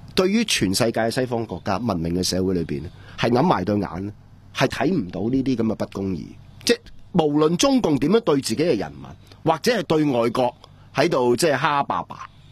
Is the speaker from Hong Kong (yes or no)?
yes; Hong Kong